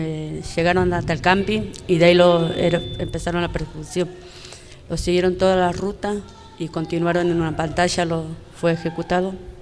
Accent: Libertador General San Martín, Jujuy, Argentina; soy de Libertad General San Martín, Ledesma.

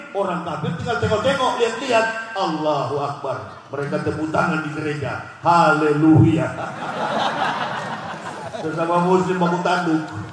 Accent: Manado, North Sulawesi, Indonesia; Saya orang Manado.

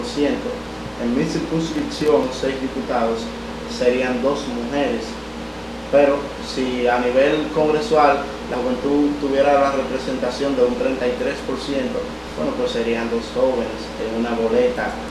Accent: Dominican Republic; como jóvenes dominicanos y dominicanas, debemos de luchar, empoderarnos para que se nos respete nuestro derecho

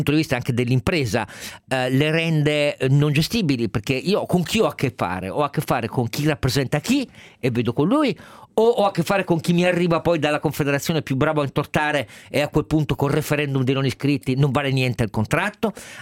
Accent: Turin, Piedmont, Italy; vengo da Mirafiori

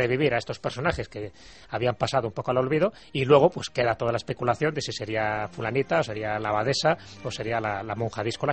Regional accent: León, Castile and León, Spain; Digo yo que soy leonés, que sé lo que es el frío y lo que es el fresco.

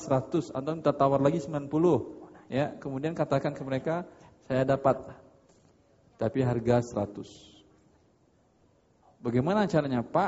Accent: Padang, West Sumatra, Indonesia; Masalahnya karena saya orang Padang aja.

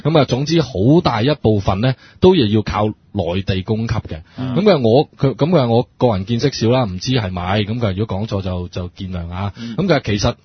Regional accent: China; 咁佢嗱我哋中國人就唔同啦

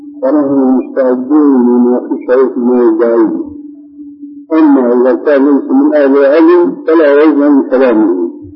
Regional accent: Syria; عندنا في سوريا كان شاهد قصه رجل في الحرب

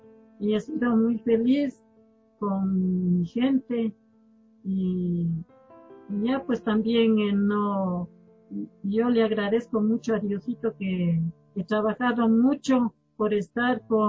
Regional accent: Chuchilán, Cotopaxi, Ecuador; Toda la vida he vivido en Chuchilán y voy a seguir viviendo porque esa es mi tierra, es mucho mi tierra.

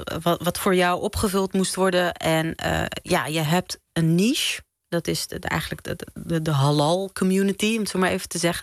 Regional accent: Morocco; want ik ben Marokkaans en ik weet alles van de harira soep.

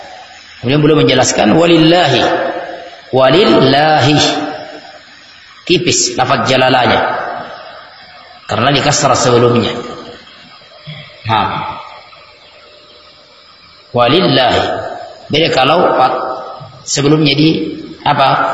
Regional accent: Sulawesi, Indonesia; kita orang Bugis, Sulawesi ini terpengaruh dengan bahasa kita logat.

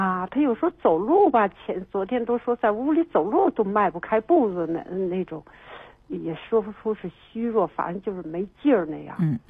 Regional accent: Beijing, China; 他是，我们是北京人。

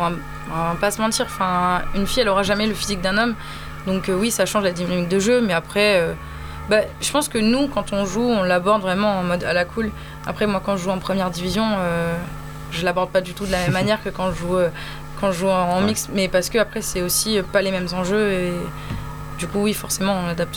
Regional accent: Lyon, Auvergne-Rhône-Alpes, France; Je suis originaire de Lyon, chez moi c'était pas possible.

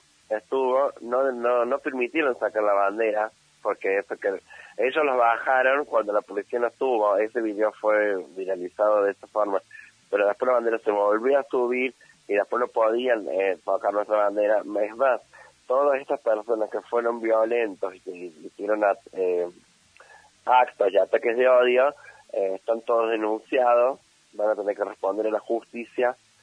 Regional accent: Argentina; todos somos argentines, o sea, todos somos argentinos

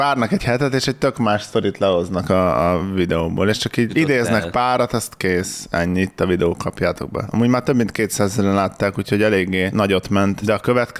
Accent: Komárom-Esztergom, Hungary; Nem pestiek vagyunk, gyerekek. Mi nem Pesten jártunk gimibe, hanem a borzalmas Komárom-Esztergom megyében.

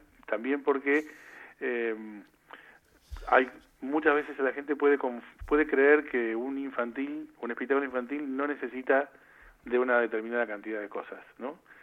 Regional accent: Buenos Aires, Argentina; born there; De Buenos Aires.

